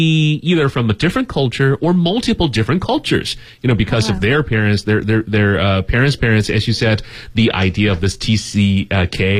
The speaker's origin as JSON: {"language": "English", "country": "China", "said": "Where am I from? I'm from China, apparently, and all my parents are from China."}